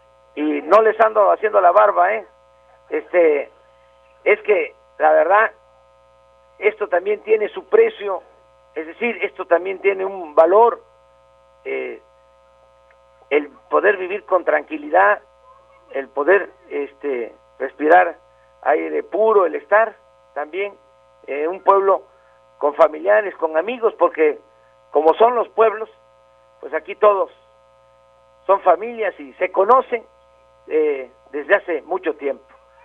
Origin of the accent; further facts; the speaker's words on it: Tepetitán, Tabasco, Mexico; mi pueblo todavía es más chico, porque Granados es cabecera municipal, mi pueblo pertenece al municipio de Macuspana, mi pueblo se llama Tepetitán, en el estado de Tabasco.